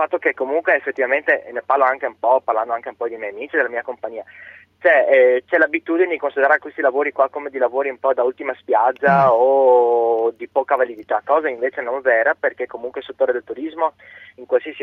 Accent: Vicenza, Veneto, Italy; moved away as an adult; Io ho 25 anni, sono di Vicenza, diciamo sono partito a 18 anni

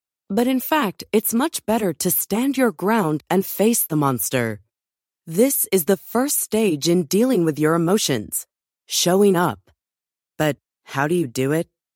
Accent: Johannesburg, Gauteng, South Africa; now in New York, United States; I grew up in Johannesburg, but I currently live in New York.

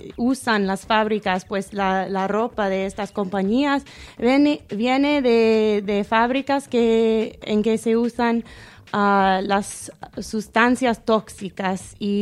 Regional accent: United States; Spanish is a second language; como yo conozco de mi pueblo en los Estados Unidos, hay movimientos de upcycle para reconstruir

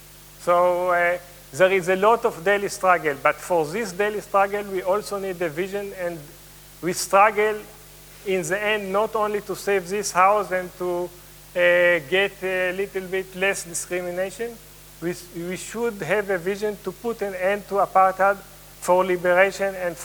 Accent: Palestine; I wanted to say that I come from occupied Palestine.

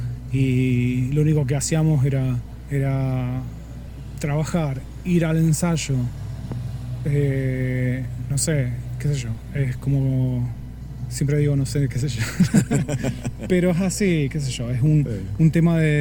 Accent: Buenos Aires, Argentina; Y yo soy de Buenos Aires, que es sucia, es como la ciudad de la furia, digamos.

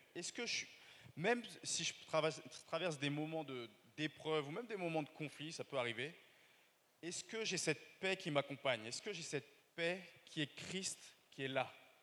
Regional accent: Paris, Île-de-France, France; l'amabilité, en fait, en tant que Parisien, on peut l'enlever.

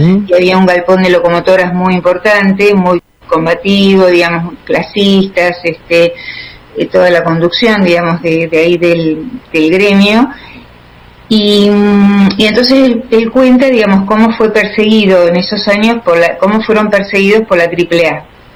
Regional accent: Ingeniero White, Buenos Aires Province, Argentina; Mi pueblo de origen es el Ingeniero Guay, el puerto de Bahía Blanca.

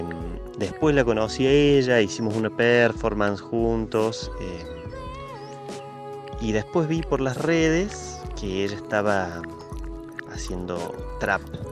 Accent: Córdoba, Argentina; soy músico de Córdoba

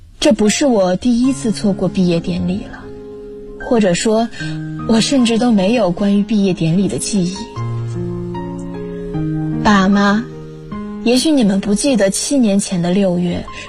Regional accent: Dazhou, Sichuan, China; now in Nanjing, China; 来自四川达州。我在南京大学，距离我的家乡1328公里。

